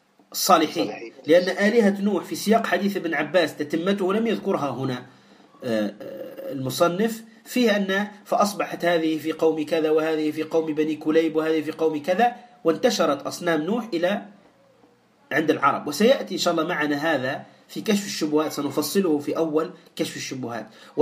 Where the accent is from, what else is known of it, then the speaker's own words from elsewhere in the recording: Tunisia; ولهذا لا تستغرب في قصة اللي عندنا في تونس